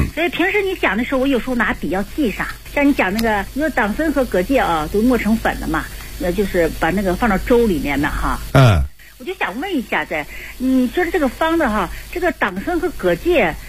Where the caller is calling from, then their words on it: Shenyang, Liaoning, China; 我是沈阳的